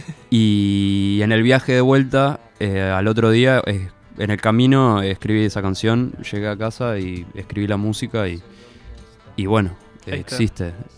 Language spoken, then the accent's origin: Spanish; Montevideo, Uruguay; born there; Yo nací en Montevideo.